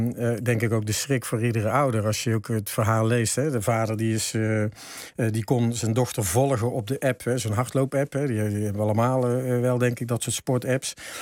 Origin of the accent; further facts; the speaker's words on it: North Brabant, Netherlands; Ik zou bijna zeggen, ja, ik ben zelf Brabander.